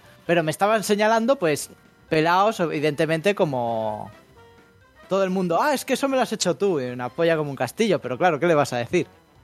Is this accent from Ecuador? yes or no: no; Spain; pero yo soy español